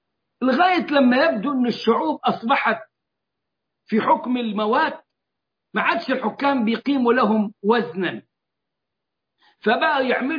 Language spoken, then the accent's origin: Arabic; Egypt; وتحالفنا احنا كمصريين معهم، وكنا في المقدمة واغلب الضحايا كانوا من المصريين